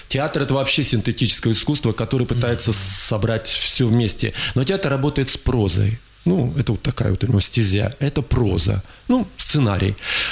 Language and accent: Russian; Krasnoyarsk, Krasnoyarsk Krai, Russia; also born or lived in Tomsk, Russia; я красноярец, хотя родился в городе Томске, но всю жизнь проживаю в Красноярске, так что это же второй мой родной город тоже.